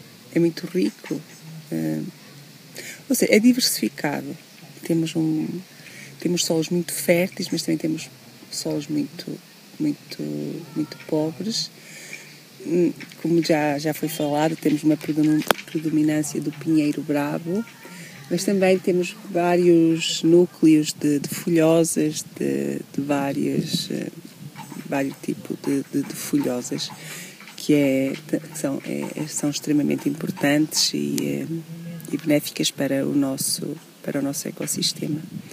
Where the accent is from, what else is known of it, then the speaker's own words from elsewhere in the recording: Covas, Portugal; Nasci em Covas, sou filha de agricultores e sempre tivemos criação de gado, de vários tipos de gado.